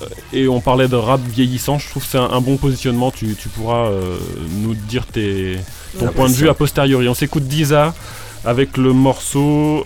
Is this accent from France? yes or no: yes; Pays de la Loire, France; Alors moi il se trouve que j'ai grandi en Mayenne.